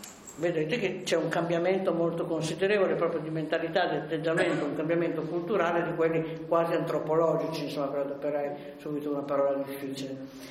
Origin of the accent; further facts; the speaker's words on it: Novara, Piedmont, Italy; born there; Io mi ricordo che sono nata a Novara, quindi la resistenza la ricordo come è avvenuta da quelle parti lì.